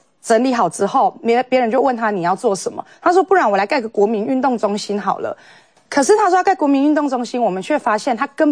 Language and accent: Chinese; Nantou County, Taiwan; 我们南投人哦被这个县长啊那搞到连生计都很辛苦了，生活都非常辛苦